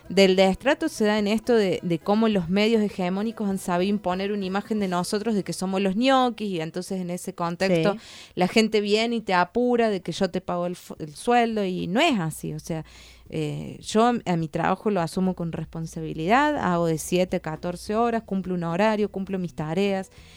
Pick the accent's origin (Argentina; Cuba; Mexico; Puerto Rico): Argentina; Río Cuarto, Córdoba; Bueno, yo soy de Río Cuarto, trabajo en la municipalidad de allá hace 15 años